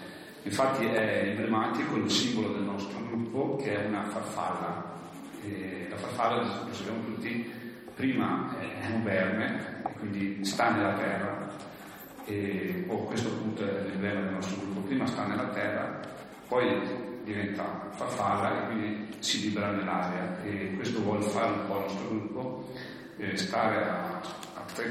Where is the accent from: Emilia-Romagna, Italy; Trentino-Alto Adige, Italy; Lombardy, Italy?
Trentino-Alto Adige, Italy; Cavalese; il nostro gruppo comprende persone che sono di Bolzano, di Baden, io di Cavalese, di Lavis, di Trento